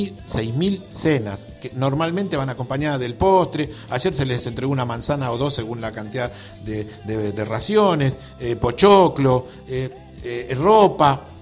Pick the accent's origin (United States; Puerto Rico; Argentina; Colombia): Argentina; Villa Talleres; born there; entrando, ¿sí?, a Villa Talleres, donde yo nací.